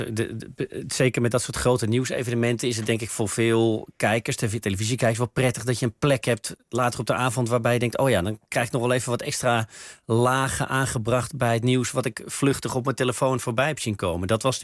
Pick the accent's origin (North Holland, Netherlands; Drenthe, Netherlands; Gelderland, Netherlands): North Holland, Netherlands; Bussum; Ik kom uit Bussum toevallig, maar wel aan de verkeerde kant van het spoor, zoals we in Bussum altijd zeiden. Dus ik kom inderdaad uit een doodgewone familie.